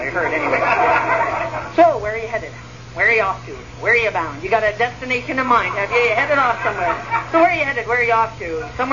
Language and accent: English; Bala, Ontario, Canada; Yeah, I'm headed home to Bala. I'm from Bala originally.